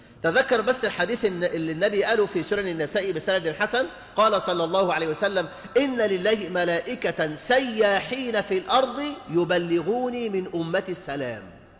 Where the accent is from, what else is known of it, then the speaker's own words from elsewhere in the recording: Egypt; ولذلك عندنا في مصر وحدها صارت أعداد المطلقات في البيوت بالملايين